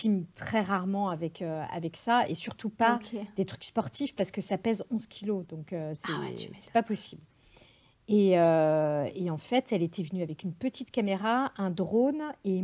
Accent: Grand Est, France; now in Paris, France; dès que je peux partir de Paris, donc je vais en montagne ou je vais là où j'ai grandi en Alsace

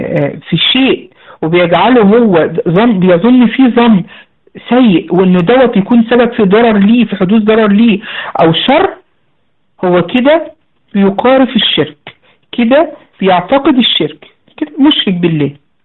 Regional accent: Egypt; الذبابه الكبيره عندنا في مصر بقى

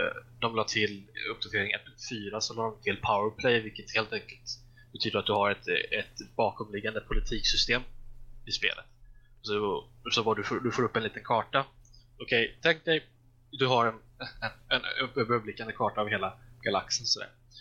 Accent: Småland, Sweden; Men jag är ju smålänning av mig

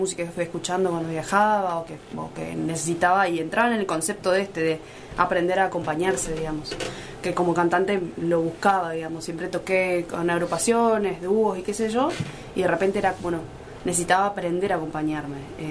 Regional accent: Posadas, Misiones, Argentina; tengo la suerte, como alguna gente que nos criamos, entre comillas, en el interior. Muy entre comillas. Yo soy de Posadas

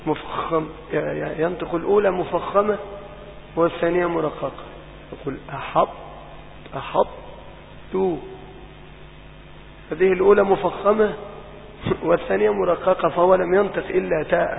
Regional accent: Monufia Governorate, Egypt; أنا في مصر لم أخرج منها، أنا إن خرجت من المنوفية

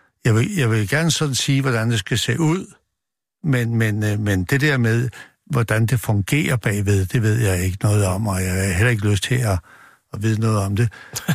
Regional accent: Copenhagen, Capital Region of Denmark, Denmark; og jeg kommer fra Nørrebro

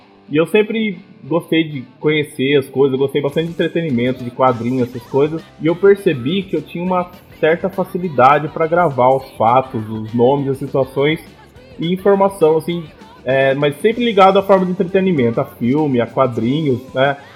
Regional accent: Bauru, São Paulo, Brazil; Sou natural de Bauru, interior de São Paulo, né?

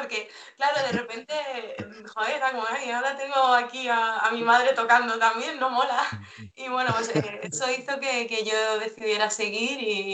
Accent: El Escorial, Community of Madrid, Spain; de aquí del Escorial, que yo soy de la Sierra de Madrid.

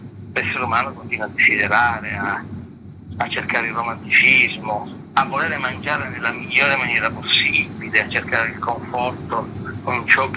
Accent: Palermo, Sicily, Italy; Dal fatto che io sono di Palermo e continuavo a vedere una città che ostentava senza nessun pudore quelle che erano le macerie dei bombardamenti della seconda guerra mondiale.

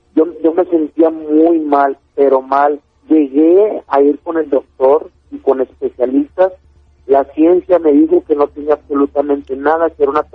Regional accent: Monterrey, Nuevo León, Mexico; Yo soy de Monterrey.

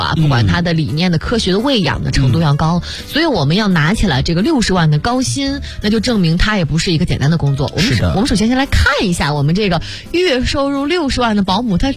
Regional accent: Dandong, Liaoning, China; 我家乡也是个旅游城市。我在中朝边境，中国最大最美的边境城市丹东。

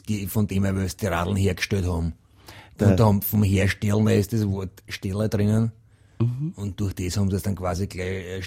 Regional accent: Krems, Lower Austria, Austria; Ja, und ich bin ja aus Krems

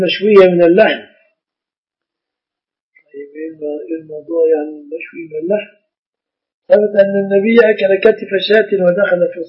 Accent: Egypt; كيف الزواج العرفي له صورتان في بلادنا مصر

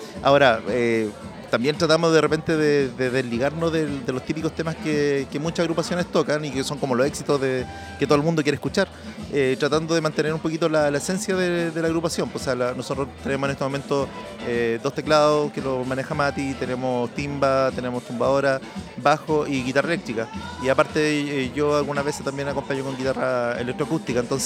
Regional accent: Penco, Biobío, Chile; Yo he nacido y criado en Penco.

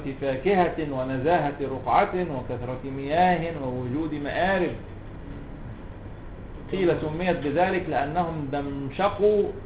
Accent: Cairo, Cairo Governorate, Egypt; اسكندراني برضه جدي الله يرحمه لكن انا قاهري مولد ولد منشا

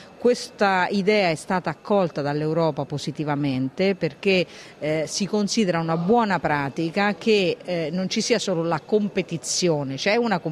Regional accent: Umbria, Italy; Ma io sono umbra

